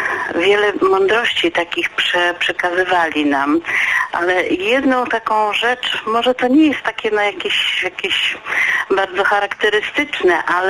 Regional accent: Przemyśl, Subcarpathian Voivodeship, Poland; now in Opole, Poland; mieszkam w tej chwili w Opolu, ale pochodzę z Przemyśla

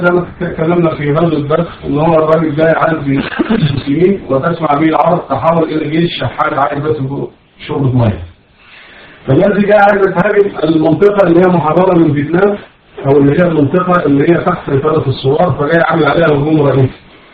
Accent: Egypt; لازم عندنا في مصر

